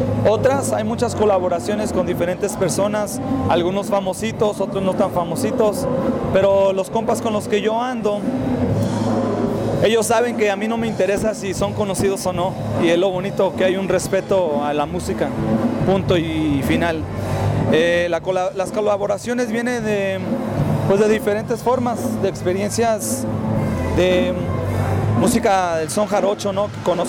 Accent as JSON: {"language": "Spanish", "town": "Los Angeles", "region": "California", "country": "United States", "said": "Bueno, venimos de California, de Los Ángeles, sí, de allá venimos."}